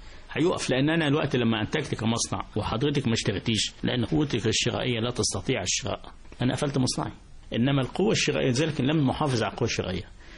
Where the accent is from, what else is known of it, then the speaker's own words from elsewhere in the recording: Port Said, Port Said Governorate, Egypt; أنا بورسعيدي، خدها بقى من بورسعيد، من البيئة هنا نعيشتها.